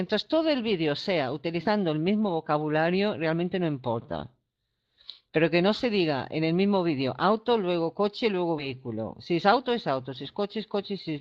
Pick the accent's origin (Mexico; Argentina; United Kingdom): United Kingdom; England; Spanish is a second language; yo que soy inglesa